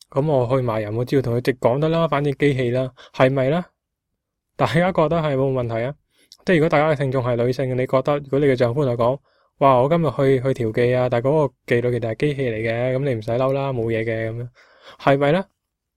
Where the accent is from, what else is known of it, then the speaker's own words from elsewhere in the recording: Guangzhou, Guangdong, China; 我哋广州人，我哋广东人，我哋香港啦，讲广东话嘅话